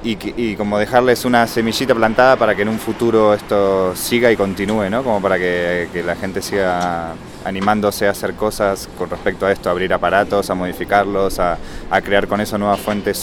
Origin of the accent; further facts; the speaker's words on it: Argentina; now in Barcelona, Spain; Soy argentino, vivo en Barcelona.